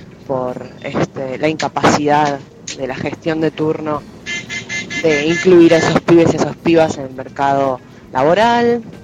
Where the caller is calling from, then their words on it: Buenos Aires, Argentina; de Boedo.